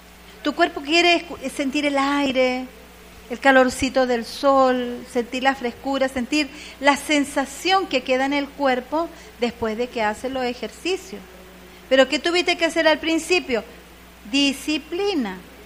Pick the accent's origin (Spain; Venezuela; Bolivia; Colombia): Venezuela; yo soy latina, soy de aquí, de Venezuela.